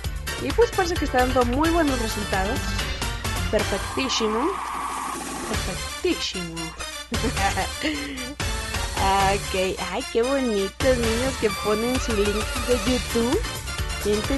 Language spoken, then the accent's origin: Spanish; Mexico; Pero una vez me dijeron que era colombiana o española también. Pero qué bárbaros, qué gacho, ¿no? Soy mexicana.